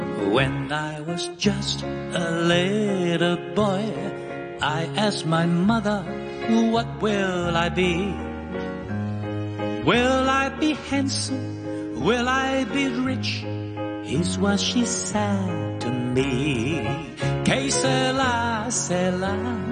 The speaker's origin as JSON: {"language": "Cantonese", "country": "Hong Kong", "said": "因為我哋香港人唔好興，就呢個係真嘅"}